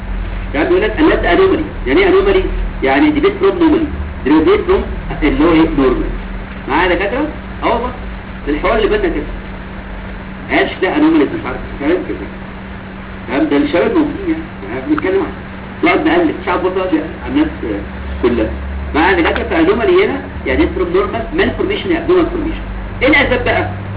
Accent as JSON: {"language": "Arabic", "country": "Egypt", "said": "احنا عندنا في مصر فينا سيستم سكريننج"}